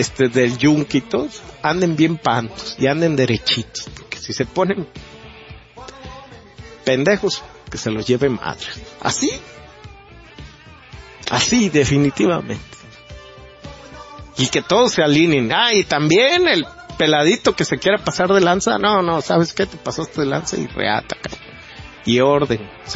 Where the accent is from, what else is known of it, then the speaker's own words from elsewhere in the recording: Mexico; Y no podemos, como sociedad, como mexicanos, dejar caer más esto.